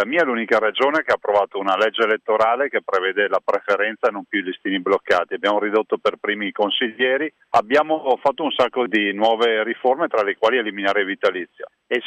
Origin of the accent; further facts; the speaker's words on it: Veneto, Italy; noi come veneti comunque lasciamo a Roma 16 miliardi di tasse dei veneti che restano direttamente a Roma tutti gli anni.